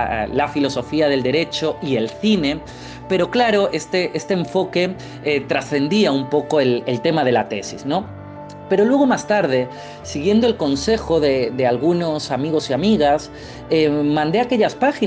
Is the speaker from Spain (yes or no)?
yes; Torremolinos, Andalusia, Spain; Yo soy de Torremolinos, ese pueblo con tanta historia, más que la de Sol y Playa y las Suecas, ese pueblo tan encantador de la Costa del Sol malagueña.